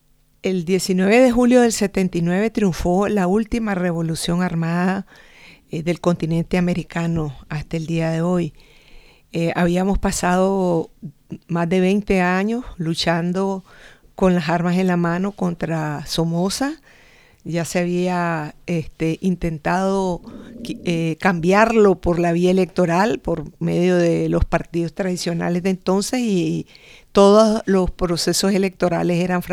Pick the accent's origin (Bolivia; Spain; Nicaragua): Nicaragua; vengo de Nicaragua.